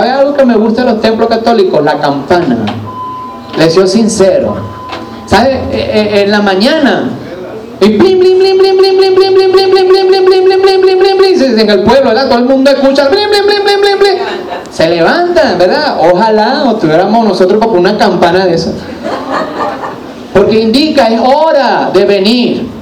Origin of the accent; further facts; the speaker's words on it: Vargas, Venezuela; born there; los que nacimos en Vargas, de tener ese mar allí tan hermoso.